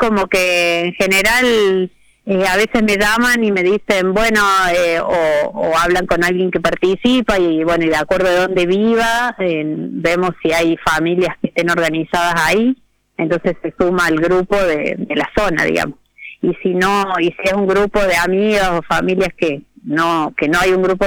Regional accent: Córdoba, Argentina; Nosotras somos las dos de Córdoba, de distintos lugares de la sierra

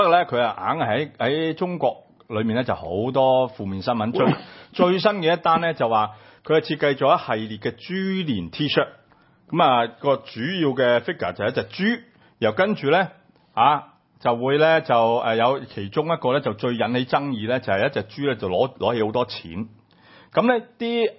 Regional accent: Hong Kong; 我相信咧喺我哋香港人嘅角度嚟講咧，我哋係完全唔覺得。

